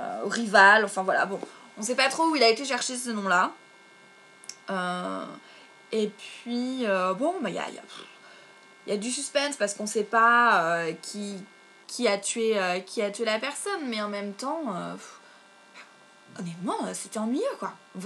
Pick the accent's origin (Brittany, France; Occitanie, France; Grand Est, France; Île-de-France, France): Brittany, France; je pense que c'est parce que je suis bretonne